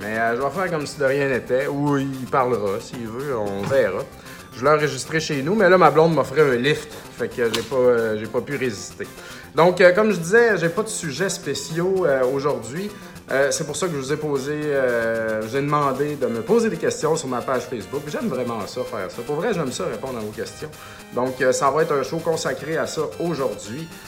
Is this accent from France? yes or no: no; Saint-Joseph-de-Beauce, Quebec, Canada; Moi, je viens de Saint-Joseph-de-Beauce